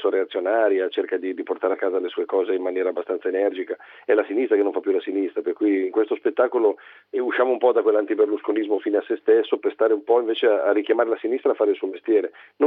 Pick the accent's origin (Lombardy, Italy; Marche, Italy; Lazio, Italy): Lombardy, Italy; Milan; also born or lived in Aosta Valley; Di origine sono valdostano, però è Milano la mia sede e qui ovviamente mi trovo un po' a casa mia.